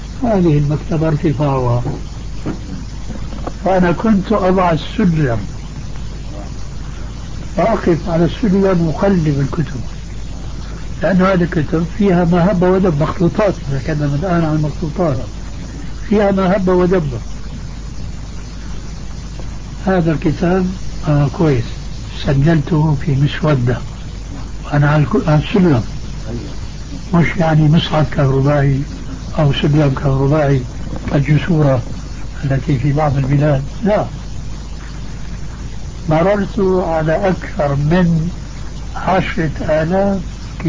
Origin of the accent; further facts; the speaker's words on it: Syria; يقولون عندنا في الشام.